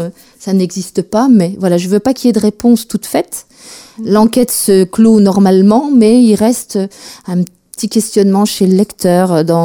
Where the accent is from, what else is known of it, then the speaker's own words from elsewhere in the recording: Mirecourt, Grand Est, France; parents sont partis travailler dans les Vosges, donc on s'est installé rapidement dans les Vosges. J'ai grandi à Mirecourt, capitale de la lutherie, voilà.